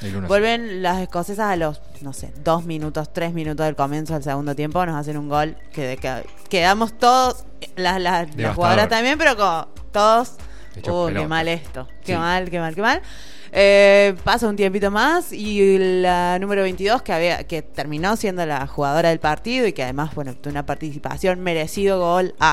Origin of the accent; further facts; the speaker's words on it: Argentina; soy argentina